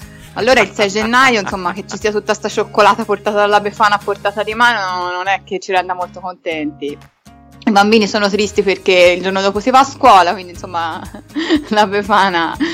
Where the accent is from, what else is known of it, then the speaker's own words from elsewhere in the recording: Florence, Tuscany, Italy; Quindi io da fiorentina non ho mai apprezzato molto il carnevale, perché non c'è una gran tradizione.